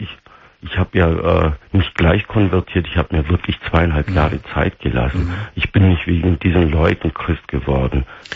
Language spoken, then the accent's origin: German; Turkey; Ich bin ein gebürtiger Türke, der nie Schweinefleisch gegessen hat.